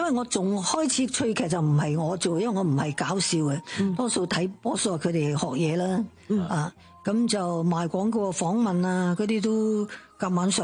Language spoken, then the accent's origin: Cantonese; Shanghai, China; Cantonese is a second language; 嗰阵时个广东话都唔系特别好啦，因为我上海人啦，咁就一路练啦，一路学咯。